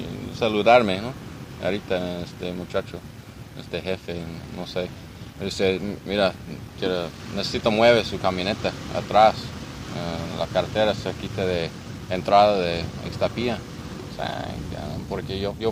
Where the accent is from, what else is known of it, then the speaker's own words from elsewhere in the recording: United States; Spanish is a second language; now in Jalisco, Mexico; Yo soy un ciudadano de Estados Unidos. Yo vivo aquí para un año y medio, más o menos. Yo vivo en Jalisco con mi esposa y dos niños.